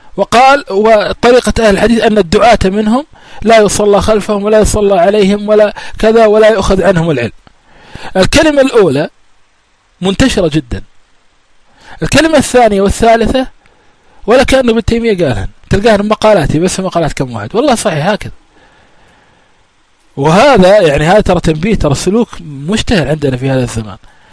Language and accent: Arabic; Kuwait; ها صار عندنا بالكويت عدة مرات